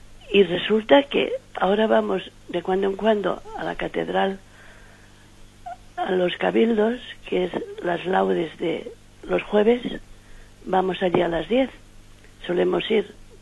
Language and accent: Spanish; Castellón, Valencian Community, Spain; adelante. Soy de Castellón.